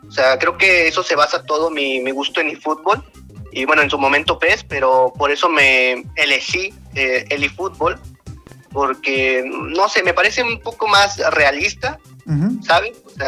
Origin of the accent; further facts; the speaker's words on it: Oaxaca de Juárez, Oaxaca, Mexico; Y bueno, soy de Oaxaca de Juárez. Nací aquí y vivo aquí toda mi vida, he vivido acá.